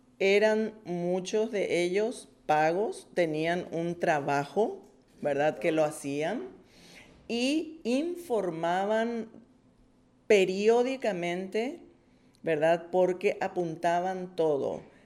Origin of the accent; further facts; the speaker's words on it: Asunción, Paraguay; vengo de Paraguay, soy de Asunción, soy educadora